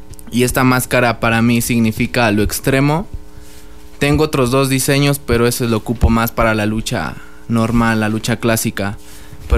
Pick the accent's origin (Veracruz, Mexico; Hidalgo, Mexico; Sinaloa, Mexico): Hidalgo, Mexico; Tulancingo; Pues yo soy orgullosamente de Tulancingo, Hidalgo.